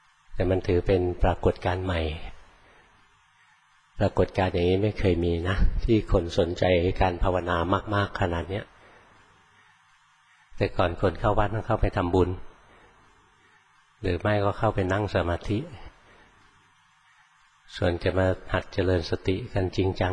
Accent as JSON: {"language": "Thai", "region": "Bangkok", "country": "Thailand", "tie": "born or raised there", "said": "หลวงพ่ออยู่ในกรุงเทพเกิดในกรุงเทพนะโตในกรุงเทพเรียนหนังสือในกรุงเทพทำงานในกรุงเทพ"}